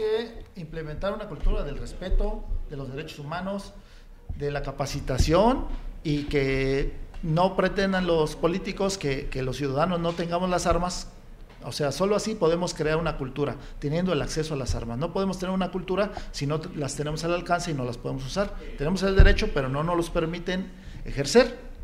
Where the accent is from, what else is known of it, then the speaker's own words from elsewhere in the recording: Mexico; nosotros como mexicanos